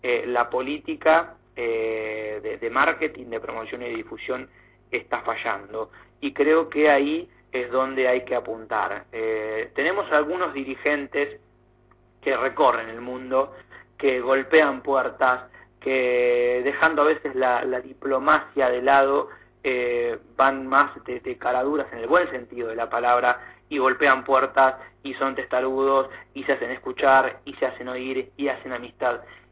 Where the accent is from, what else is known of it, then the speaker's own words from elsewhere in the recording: Argentina; para que los argentinos empiecen conociendo lo que nosotros también conocemos, siendo argentinos, ¿no?